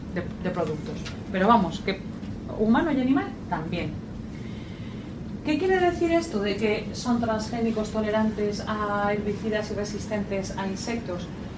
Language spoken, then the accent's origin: Spanish; Valencia, Valencian Community, Spain; Yo soy de Valencia